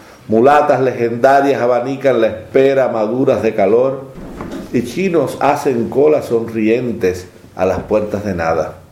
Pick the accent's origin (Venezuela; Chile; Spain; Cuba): Cuba; Havana; Yo soy de Centro Habana. Campanario 158.